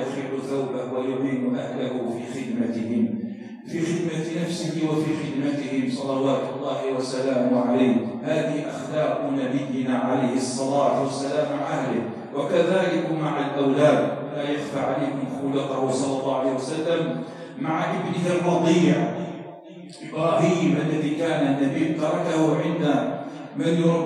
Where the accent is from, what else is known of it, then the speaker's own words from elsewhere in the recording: Algeria; اللهم اجعل بلدنا الجزائر بلدا آمنا مطمئنا